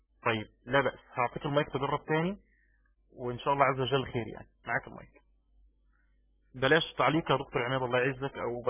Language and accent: Arabic; Egypt; يعني عشان بس كذاب عندنا في مصر